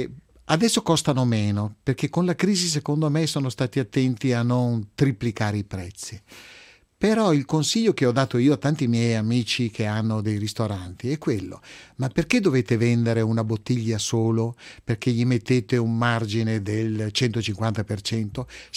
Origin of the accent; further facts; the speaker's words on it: Veneto, Italy; Nei vini, essendo veneto, il mio vino di punta è l'Amarone